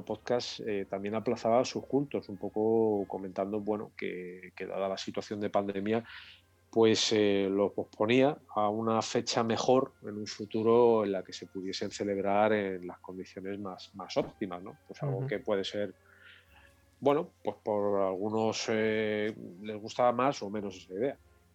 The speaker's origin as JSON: {"language": "Spanish", "town": "Madrid", "region": "Community of Madrid", "country": "Spain", "said": "La verdad es que somos de Madrid, vivimos aquí, pero tenemos un contacto no muy intenso con su Semana Santa."}